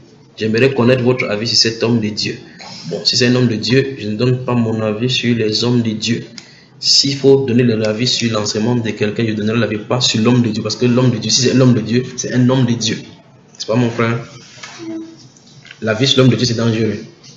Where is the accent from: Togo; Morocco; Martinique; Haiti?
Martinique; je suis des Antilles, la Martinique.